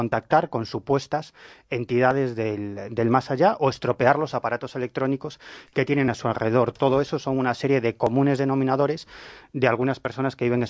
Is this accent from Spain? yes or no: yes; Galicia, Spain; Yo siempre digo que soy un gallego del sur.